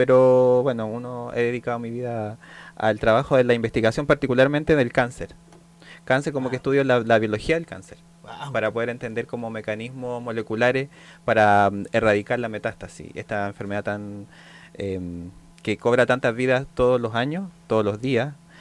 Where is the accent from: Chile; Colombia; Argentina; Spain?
Chile; La Pintana, Santiago Metropolitan Region; Mi infancia la viví en La Pintana, en la población Pablo de Roca.